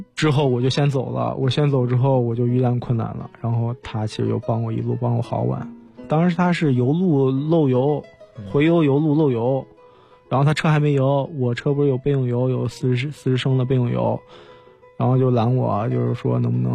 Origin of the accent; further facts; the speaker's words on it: China; 我是一个中国人